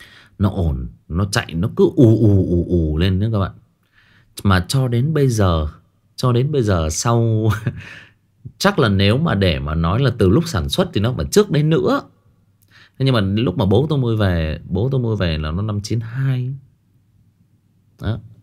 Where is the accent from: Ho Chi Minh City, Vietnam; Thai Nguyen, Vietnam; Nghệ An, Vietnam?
Thai Nguyen, Vietnam; mặc dù là tôi thì quê ở xa, tôi sinh ra và lớn lên ở Thái Nguyên. Quê của tôi, ông bà già thì ở Hưng Yên cơ. Thế nhưng mà cái nơi mà tôi ở thì nó lại giáp với khu nông nghiệp.